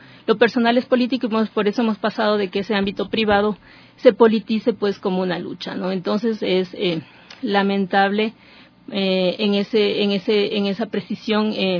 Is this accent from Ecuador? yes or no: yes; Ecuador; para nosotros como ecuatorianos es una mirada de avanzada